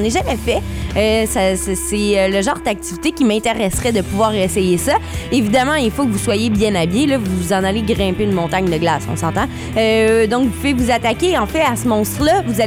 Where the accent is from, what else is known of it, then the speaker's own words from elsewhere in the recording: Trois-Rivières, Quebec, Canada; accent: Trifluvian; De Trois-Rivières.